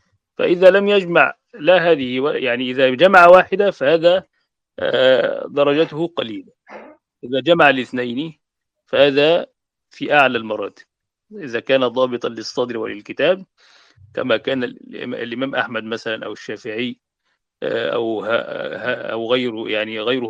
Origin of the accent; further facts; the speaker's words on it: Egypt; فهو المعتمد يعني عندنا في مصر، هو الذي عليه الفتوى